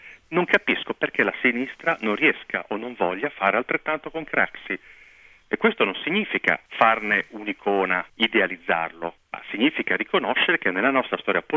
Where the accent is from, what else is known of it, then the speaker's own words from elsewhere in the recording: Rimini, Emilia-Romagna, Italy; ho sentito dire, nella mia città natale, a Rimini, si parla di intitolare una strada